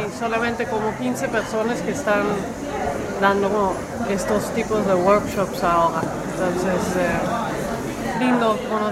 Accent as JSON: {"language": "Spanish", "country": "Netherlands", "lives_now": "Argentina", "said": "Soy holandesa."}